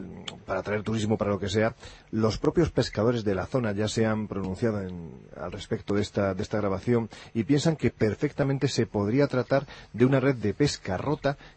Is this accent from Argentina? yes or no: no; Andalusia, Spain; Es que yo soy andaluz, pero con muy poquita gracia, lo digo siempre.